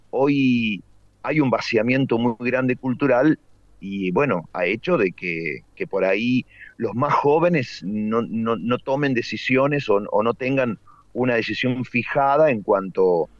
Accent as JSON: {"language": "Spanish", "region": "Córdoba", "country": "Argentina", "said": "Córdoba, estamos a 100 de La Pampa, San Luis, Buenos Aires, estamos en un rinconcito. Por eso no tenemos tonada cordobesa, si bien somos cordobeses, pero estamos muy, muy de Buenos Aires o La Pampa."}